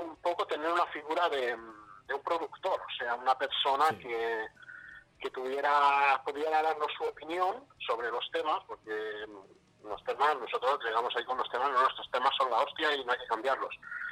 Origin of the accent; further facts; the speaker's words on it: Manacor, Balearic Islands, Spain; somos de Manacor y no hemos hecho ningún concierto en Manacor